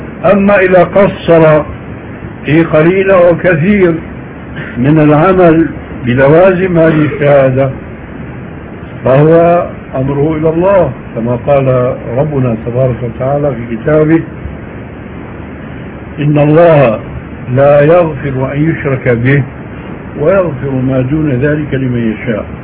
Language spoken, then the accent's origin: Arabic; Syria; عندنا في سوريا